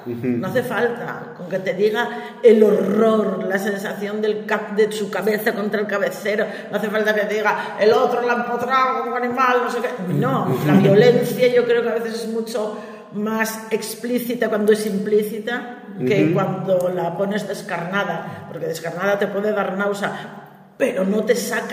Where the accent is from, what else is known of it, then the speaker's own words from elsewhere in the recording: Gijón, Asturias, Spain; para los que somos de Gijón